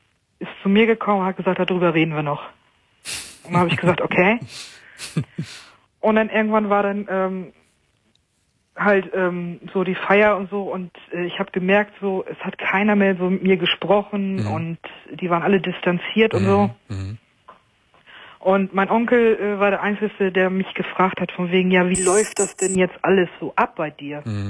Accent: Lower Saxony, Germany; weil ich komme aus Niedersachsen.

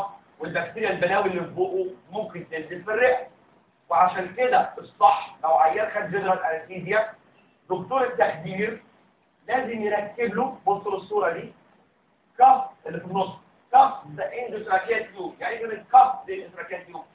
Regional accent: Egypt; وعندنا في مصر بيعملوا اللوزر كام؟

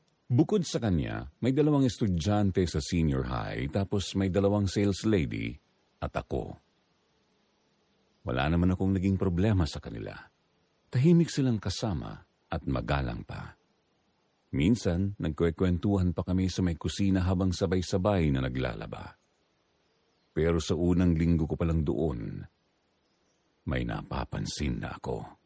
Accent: Mimaropa, Philippines; 36 anyos na ngayon, tubong Palawan.

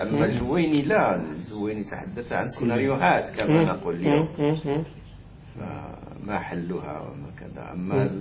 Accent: Morocco; احنا عندنا في المغرب يقولون عيش لا تموت

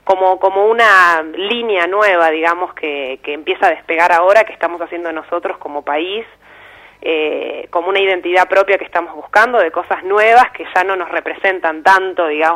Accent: La Plata, Buenos Aires Province, Argentina; now in Buenos Aires, Argentina; platense. Claro, yo soy de La Plata y hace como ya 7-8 años que estoy viviendo en Capital.

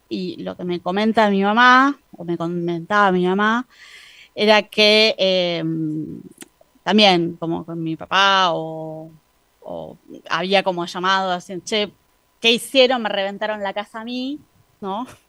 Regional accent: Córdoba, Argentina; Crecí en Córdoba, básicamente

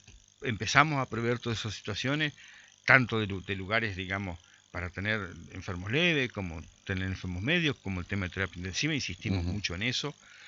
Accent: Concordia, Entre Ríos, Argentina; nosotros tenemos un tema como concorrienses, como entrerrianos, como argentinos

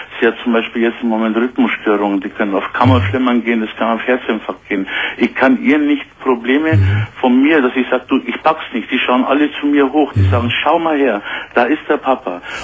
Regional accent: Turkey; moved away; ich bin im Heim aufgewachsen, ich komme aus der Türkei, meine Mama hat mich hergeholt im Heim.

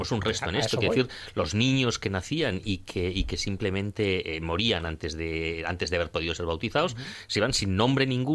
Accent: Valladolid, Castile and León, Spain; yo he oído una vez a una señora mayor en mi pueblo, en Valladolid

